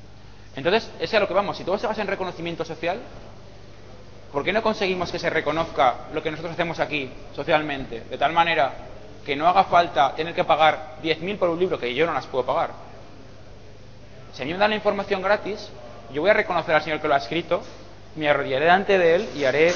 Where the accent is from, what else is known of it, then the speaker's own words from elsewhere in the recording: Zaragoza, Aragon, Spain; el Hack Club en Zaragoza, de donde vengo yo